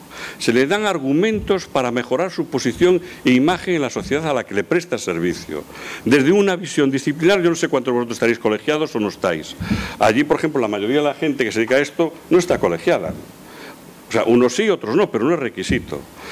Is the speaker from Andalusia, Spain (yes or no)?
no; Pontevedra, Galicia, Spain; Mi madre es de Pontevedra, toda mi familia es de Pontevedra, yo soy de Pontevedra.